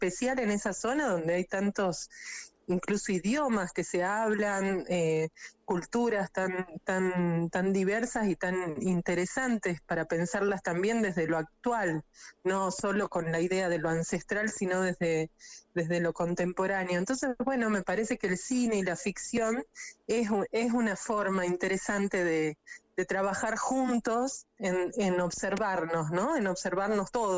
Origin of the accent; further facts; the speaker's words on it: Salta, Argentina; also born or lived in Buenos Aires; yo soy salteña, estudié cine en la Universidad de Buenos Aires, en imagen y sonido, diseño de imagen y sonido